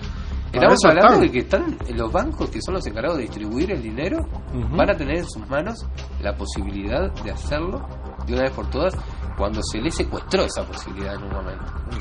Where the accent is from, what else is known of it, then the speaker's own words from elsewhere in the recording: Uruguay; Como uruguayo me siento en falta.